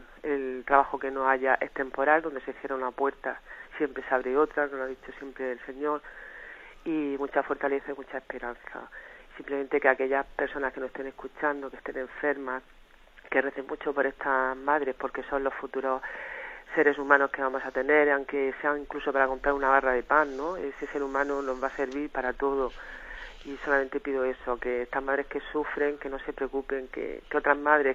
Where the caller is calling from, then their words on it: Cartagena, Region of Murcia, Spain; de Cartagena, monseñor.